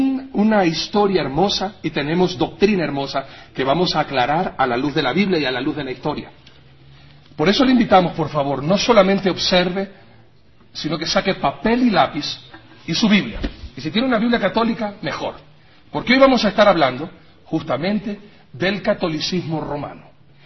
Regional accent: Ecuador; Y yo como ecuatoriano estoy denunciando eso.

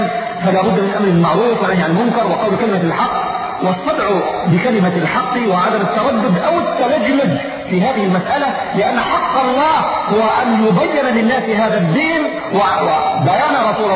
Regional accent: Yemen; يعني الموضوع عندنا في اليمن يختلف بعض الشيء عن غيره

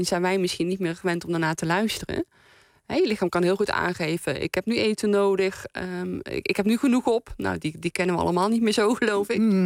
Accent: North Brabant, Netherlands; now in The Hague, Netherlands; Ik kom uit Brabant. Ik woon al jaren in Den Haag.

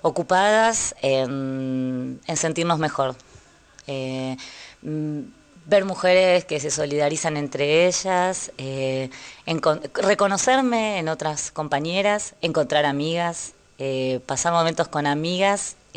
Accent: Buenos Aires, Argentina; Soy mujer y soy docente de Buenos Aires, de la provincia de Buenos Aires.

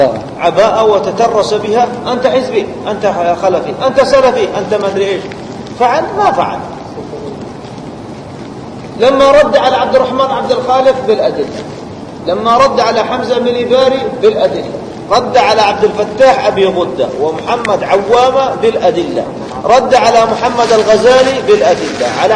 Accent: Saudi Arabia; الحوار الوطني هنا عندنا في السعودية

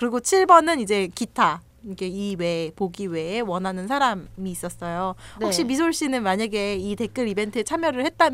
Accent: South Korea; 이 한국인으로서 봐야 되는 영화인데

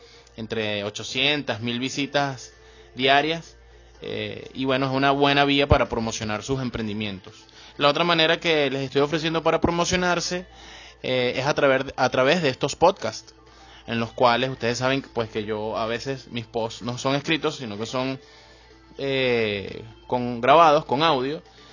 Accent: Venezuela; Pero en mi país, o en este país, en Venezuela, no vas a conseguir otro blog igual.

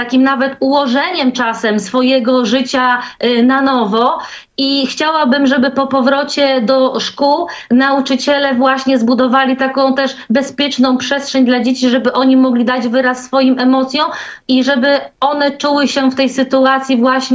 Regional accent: Pomeranian Voivodeship, Poland; Właśnie na Pomorzu, ja jestem z Trójmiasta, tutaj są szkoły, przedszkola

